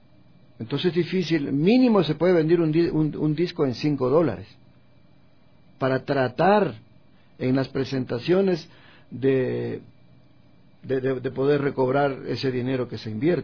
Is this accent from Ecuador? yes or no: yes; Ecuador; al joven hay que inculcarle que somos ecuatorianos y que como ecuatorianos tenemos una identidad